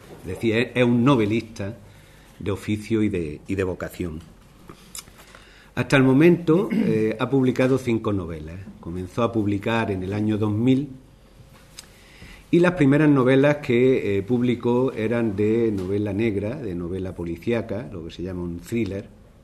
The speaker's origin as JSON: {"language": "Spanish", "town": "Archidona", "region": "Andalusia", "country": "Spain", "tie": "born or raised there", "said": "paisanos de Archidona, mi pueblo."}